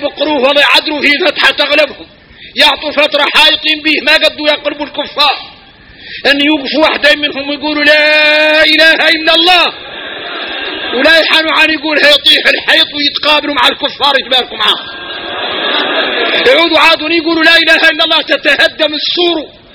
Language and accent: Arabic; Mauritania; احنا موريتاني فينا الغرائب والعجائب